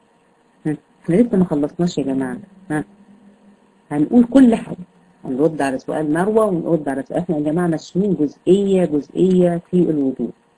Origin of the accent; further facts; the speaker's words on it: Egypt; يعني احنا عندنا في مصر بنسميها الكوع